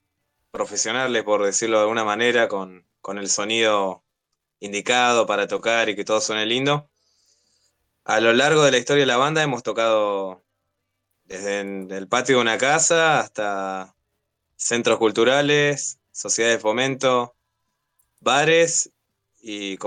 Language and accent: Spanish; Florencio Varela, Buenos Aires Province, Argentina; Nosotros somos de Varela, sí.